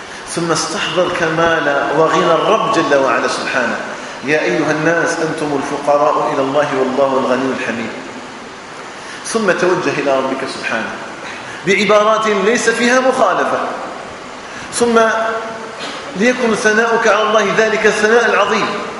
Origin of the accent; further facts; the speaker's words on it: Algeria; اللهم اجعل بلدنا الجزائر آمنا مطمئنا وسائر بلاد